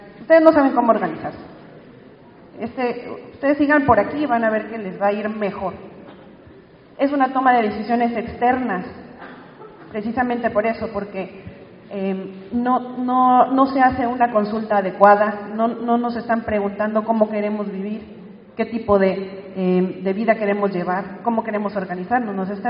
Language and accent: Spanish; San Luis Potosí, Mexico; porque yo, aunque soy de San Luis Potosí, no estoy en viviendo en Cerro de San Pedro.